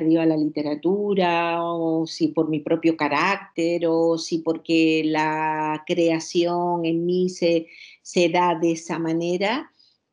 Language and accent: Spanish; Villa de Mazo, Canary Islands, Spain; una mujer que la ubico en mi pueblo, en Villa de Mazo